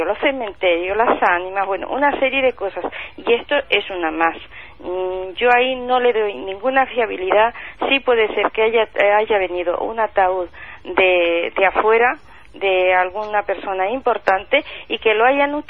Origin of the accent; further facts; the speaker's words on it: Castile, Spain; yo pertenezco más que nada a toda la parte asturiana, Galicia y Castilla. Yo soy castellana.